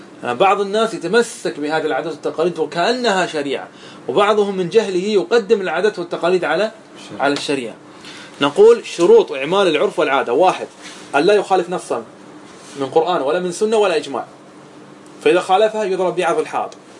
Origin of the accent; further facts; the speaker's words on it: Qatar; وعندنا في قطر نسلم فقط من جهة واحدة